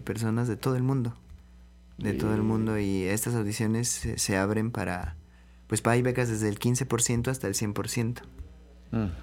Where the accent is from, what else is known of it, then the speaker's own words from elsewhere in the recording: Los Reyes La Paz, State of Mexico, Mexico; Fui al municipio de donde yo soy de Los Reyes, La Paz.